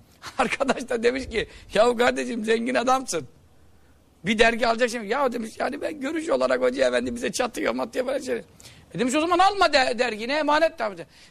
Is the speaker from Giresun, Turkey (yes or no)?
yes; Görele, Giresun, Turkey; Bizim hemşerimiz, biz de Göreliyiz.